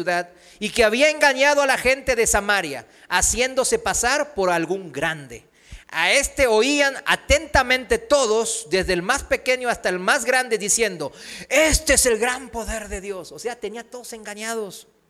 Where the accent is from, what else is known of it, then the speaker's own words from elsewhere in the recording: South Korea; Spanish is a second language; now in Mexico; Aquí en México es fácil, ¿no?, relacionarlo rápido con la iglesia tradicional. Pues en mi país también, en Corea, pues están budas por todos lados.